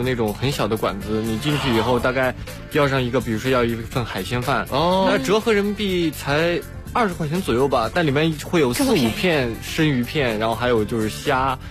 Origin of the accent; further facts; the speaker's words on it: China; 我说我是中国人，然后马上就切换成了中文